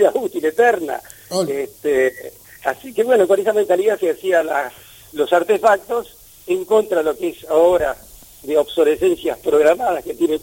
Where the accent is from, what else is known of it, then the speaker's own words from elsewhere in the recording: Escalada, Buenos Aires Province, Argentina; Escalada es mi tierra. Yo siempre digo, yo nací en Escalada, voy a morir en Escalada. Es mi pueblo, Escalada. Que sigue teniendo esencia de pueblo, ¿no?